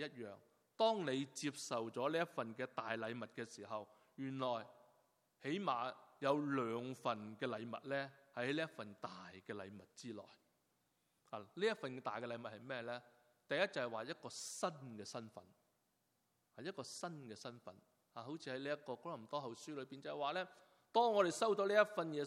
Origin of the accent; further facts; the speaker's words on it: Hong Kong; now in Canada; 是加拿大国籍，基本上我是加拿大人，纵然我自己是由香港来，纵然我是流着中国人的血，但我来到加拿大，我现在入了籍的时候，我是一个加拿大人，